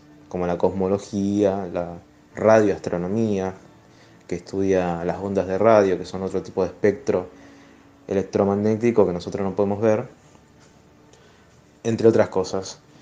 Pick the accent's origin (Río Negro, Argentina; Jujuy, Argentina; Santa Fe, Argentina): Santa Fe, Argentina; Rosario; de Rosario, me encargo de la columna de astronomía